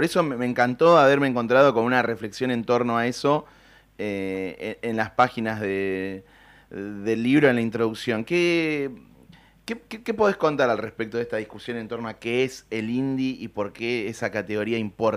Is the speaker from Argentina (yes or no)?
yes; Berisso, Buenos Aires Province, Argentina; No soy de La Plata, pero mucha gente que conozco de Capital o de otras provincias, cuando le digo soy de Berisso, cerca de La Plata